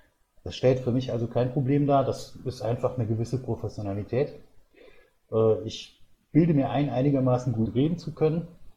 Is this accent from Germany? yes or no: yes; Saarland, Germany; Ich bin 1972 geboren und im Saarland, da wo es in Hunsrück reingeht, also auf dem platten Land sozusagen.